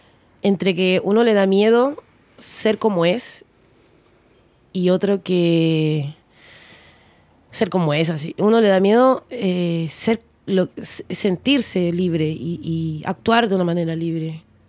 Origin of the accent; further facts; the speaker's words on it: Peru; moved away as an adult; now in Chile; tengo 39 años, y de mi vida yo me vine a los 19. Tengo un año más aquí viviendo en Chile. O sea, yo soy mitad chilena, mitad peruana. Tengo una esencia y unos valores bien peruanos